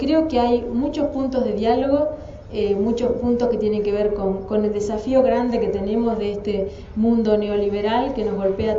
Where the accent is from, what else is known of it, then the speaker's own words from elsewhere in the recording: Argentina; moved away as an adult; soy argentina, pero yo me fui cuando tenía 26 años y ya tengo 52